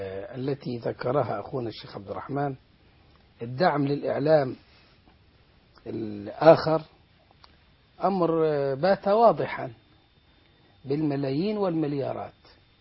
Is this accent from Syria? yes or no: no; Egypt; إحنا أمور داخلية بيننا كمصريين